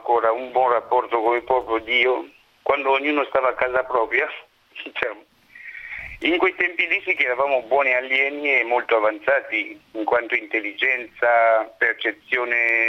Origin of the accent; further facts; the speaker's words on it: Kinshasa, DR Congo; Italian is a second language; Sì, sono del Congo, sì, di Kinshasa precisamente.